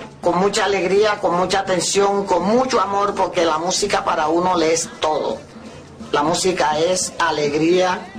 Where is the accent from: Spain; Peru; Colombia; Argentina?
Colombia; San Cayetano, Bolívar; born there; Bueno, yo nací en San Cayetano, Bolívar, 27 de enero de 1938.